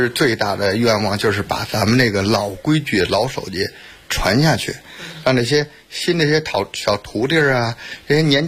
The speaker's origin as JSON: {"language": "Chinese", "region": "Beijing", "country": "China", "tie": "born or raised there", "said": "我是土生土长的地安门人"}